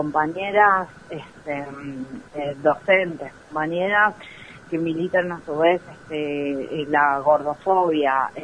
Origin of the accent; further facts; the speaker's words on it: San Luis, Argentina; yo no soy cava centrista porque no soy de Buenos Aires, soy puntana.